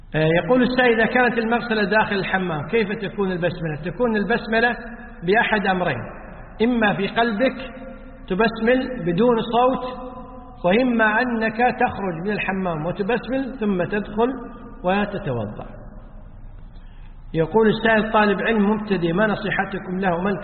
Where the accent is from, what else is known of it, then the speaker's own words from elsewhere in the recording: Kuwait; يعني يسموه حنا عندنا بالكويت يسمون دسوس، بالعربية القفازات.